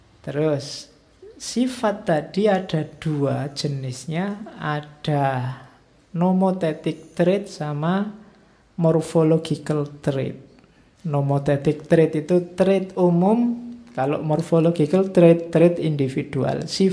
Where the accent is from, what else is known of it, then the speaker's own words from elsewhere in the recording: East Java, Indonesia; also born or lived in Yogyakarta; Atau sama-sama Jawa, neng aku Jawa Timur.